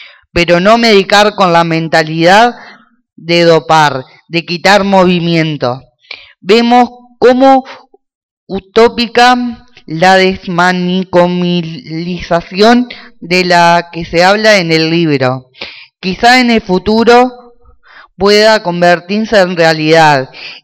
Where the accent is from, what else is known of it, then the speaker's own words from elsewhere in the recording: Colonia, Uruguay; soy de Colonia y quería leer esto